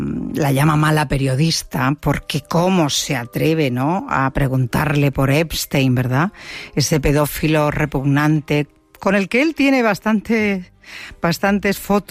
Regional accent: Seville, Andalusia, Spain; En mi tierra está lloviendo como nunca. Lleva lloviendo, yo creo que 15 días o 20 días en Sevilla.

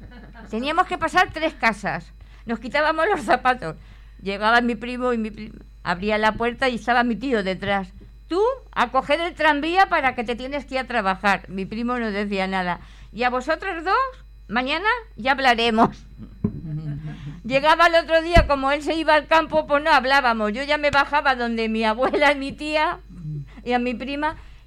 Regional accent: Úbeda, Andalusia, Spain; que en mi pueblo, en Úbeda, se le llaman de gitana.

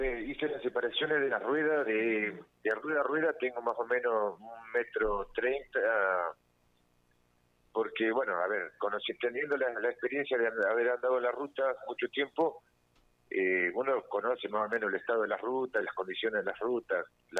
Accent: Olavarría, Buenos Aires Province, Argentina; yo nunca salí de Olavarría pensando en que, mirá, lo que estoy haciendo, que voy a sonar en todos lados.

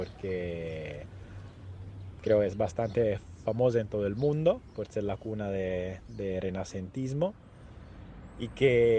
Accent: Pisa, Tuscany, Italy; Spanish is a second language; en Florencia, que no es mi ciudad natal, porque yo soy de Pisa, que de todos modos está aquí cerca

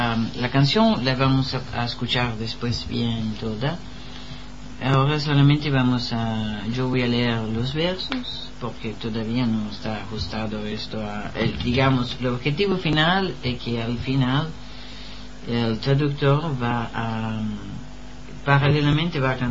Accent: Uruguay; yo soy uruguayo, como me dijo el otro día, me presentaron, pero también tengo mi corazón en Francia

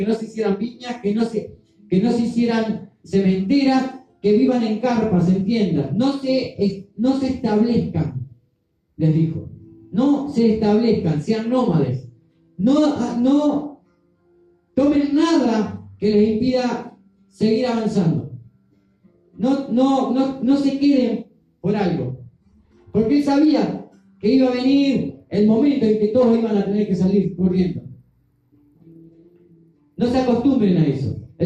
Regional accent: Uruguay; Nosotros somos uruguayos. Aquí, en nuestro país, hay mucha gente que no es uruguaya.

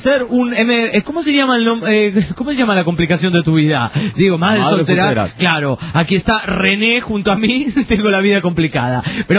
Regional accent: Honduras; Tengo la voz así, pero … de Honduras.

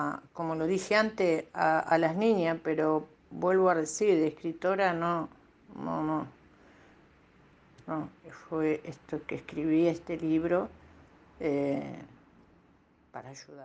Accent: La Pampa, Argentina; now in Buenos Aires, Argentina; Nací en Buenos Aires y de bebé, creo que tenía 9 meses, no me acuerdo bien, un año, me fui a vivir a La Pampa. Viví ahí con mis padres, en el medio del campo. Me crié feliz hasta los 6 años.

